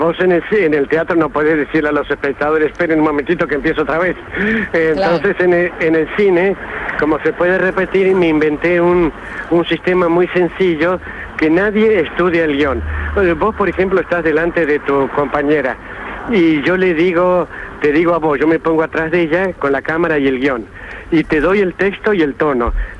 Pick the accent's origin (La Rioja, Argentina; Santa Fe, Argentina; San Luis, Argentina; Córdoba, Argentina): Córdoba, Argentina; Benjamín Gould; me voy luego a mi pueblo, allá a Benjamín Gull